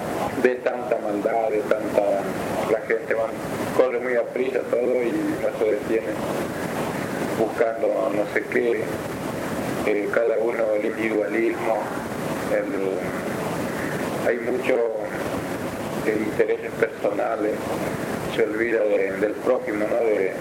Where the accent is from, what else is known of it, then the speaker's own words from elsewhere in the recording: Argentina; Pero yo estando acá en cualquier punto de Argentina tengo derecho a ir, porque es mi tierra.